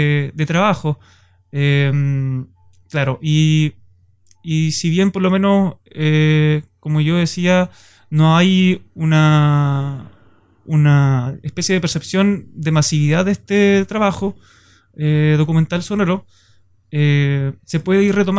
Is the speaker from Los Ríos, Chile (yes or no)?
yes; Valdivia, Los Ríos, Chile; Yo soy de Valdivia, estudio en Valdivia, pero tuve la oportunidad de trabajar en esta ciudad